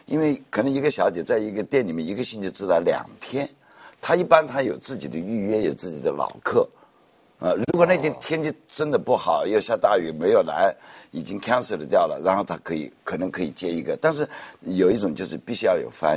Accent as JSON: {"language": "Chinese", "country": "China", "said": "都是我们中国人自己在里面"}